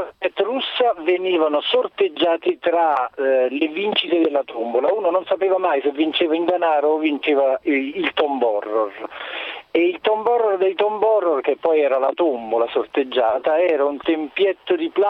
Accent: Naples, Campania, Italy; lui è di Portici, io sono di Napoli

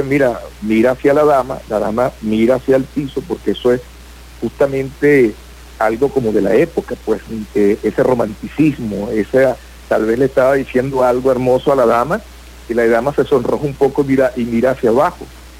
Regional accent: Coro, Falcón, Venezuela; born there; Yo nací aquí en Coro

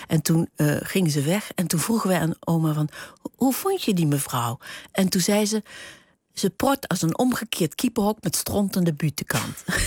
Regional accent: Huissen, Gelderland, Netherlands; ik kom uit Huissen. Ik ben geboren in Huissen. Dat ligt tussen Arnhem en Nijmegen in de Betuwe. En daar spraken ze vroeger, nog in mijn tijd, ook over Betuws. Dat is echt een streektaal.

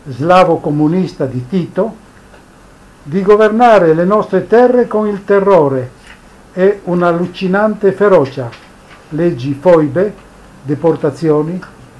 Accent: Pula, Istria County, Croatia; moved away; Io sono nato a Pola, in Istria, da genitori istrodalmati e ho vissuto tutta la mia infanzia, l'adolescenza, la giovinezza, cullato dalla parlata e dalla cultura italiana.

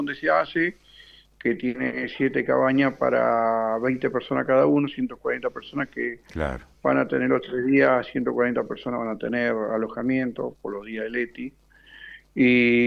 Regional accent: San Juan, Argentina; born there; now in Ushuaia, Argentina; Soy nacido en San Juan y me vine hace 38 años. Me vine acá a Ushuaia y bueno, ya me instalé.

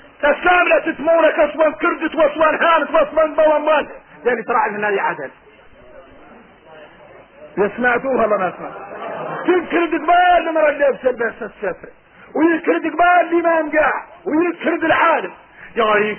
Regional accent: Mauritania; احنا موريتاني تعودنا من الليل والسنين

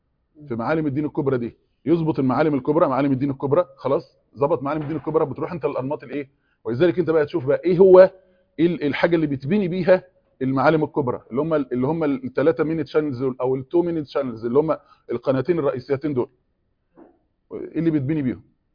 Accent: Egypt; احنا زي الفته كده كمصريين دلوقتي

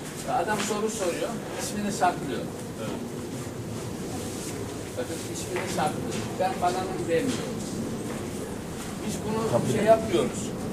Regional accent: Kayabaşı, Konya, Turkey; born there; İşte ben aslen Konya doğumluyum. Konya'nın Beyşehir'in Kayabaşı köyü var. Ben orada doğdum. Okul yazar olmayan bir ailenin çocuğuyum.

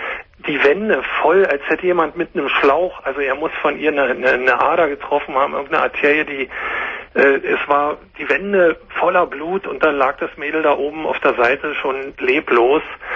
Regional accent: Berlin, Germany; ursprünglich bin ich Berliner

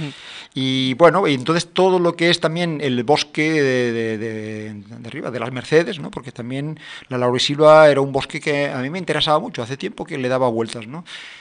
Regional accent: Barcelona, Catalonia, Spain; moved away; con este apellido creo que está claro que vengo de Barcelona, pero bueno, llegué aquí en el año 73, o sea que hace ya unos cuantos añitos.

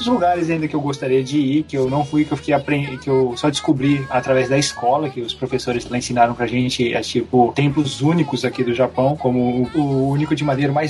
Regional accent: Marília, São Paulo, Brazil; eu que sou de Marília, então o interior

